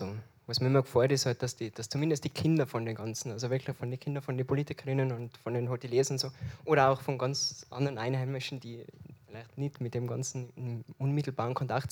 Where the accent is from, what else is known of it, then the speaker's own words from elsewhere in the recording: Alpbach, Tyrol, Austria; ich bin in Alpbach aufgewachsen